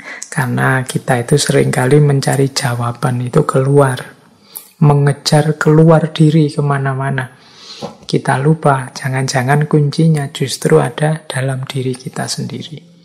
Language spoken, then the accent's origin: Indonesian; Java, Indonesia; Ya memang karena basis saya, ya saya aslinya orang Jawa. Jadi mengkaji budaya Jawa itu seperti menggali diri sendiri.